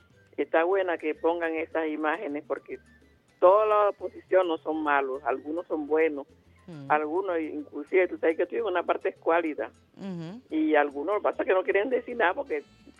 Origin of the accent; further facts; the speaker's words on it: Venezuela; todos somos venezolanos, yo me siento venezolana, y yo amo esta patria